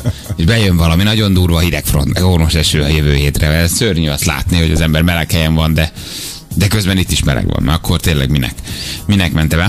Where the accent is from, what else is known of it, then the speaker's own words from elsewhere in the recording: Lake Balaton area, Hungary; Hát, és én balatoni szerintem... gyerek vagyok. Én mindig ott nőttem föl.